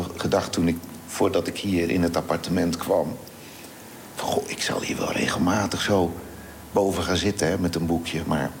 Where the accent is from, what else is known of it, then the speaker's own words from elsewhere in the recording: Vlaardingen, South Holland, Netherlands; Ik ben in Schiedam geboren. Mm-hmm. En vanaf mijn 4e zijn wij verhuisd naar Vlaardingen. En daar ben ik als jochie eigenlijk opgegroeid.